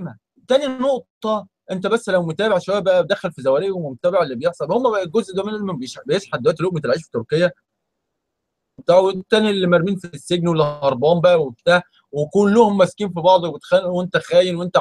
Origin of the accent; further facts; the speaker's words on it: Egypt; انا كمصري انا ماليش دعوه، انا ايه، انا كمصري انا متضرر ايه